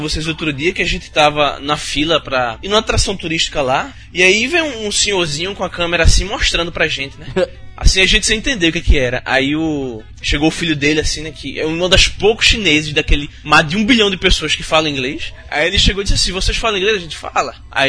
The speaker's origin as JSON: {"language": "Portuguese", "town": "Maceió", "region": "Alagoas", "country": "Brazil", "tie": "born there", "lives_now": "Rio de Janeiro, Brazil", "said": "nasci em Maceió e agora atualmente estou no Rio de Janeiro."}